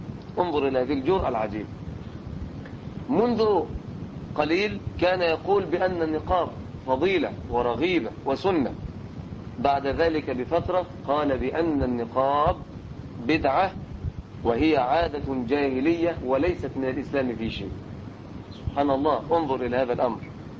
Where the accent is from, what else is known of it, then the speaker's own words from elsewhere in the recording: Egypt; احنا عندنا في مصر عدة عهود